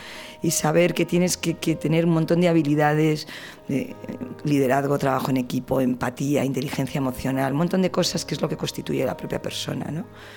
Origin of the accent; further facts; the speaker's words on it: Valladolid, Castile and León, Spain; Yo soy de Valladolid, a mí me encanta ir al campo